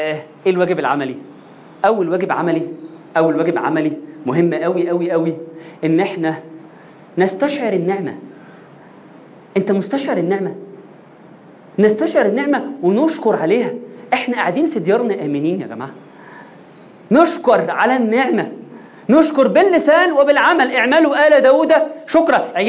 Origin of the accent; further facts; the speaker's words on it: Egypt; إحنا مصريين في الحتة دي،